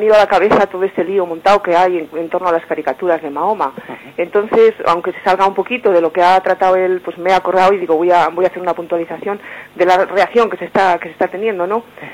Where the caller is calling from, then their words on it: Burgos, Castile and León, Spain; de Burgos.